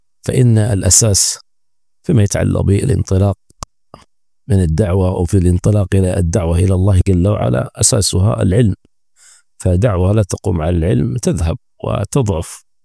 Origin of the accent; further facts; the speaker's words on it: Nigeria; فهذه كلمة مختصرة شارك فيها إخواني في بلادي نيجيريا